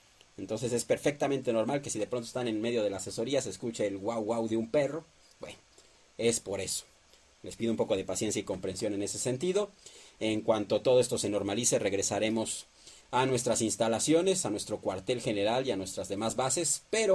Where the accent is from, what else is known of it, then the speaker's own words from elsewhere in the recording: Mexico; Somos mexicanos y si algo nos caracteriza, que siempre salimos adelante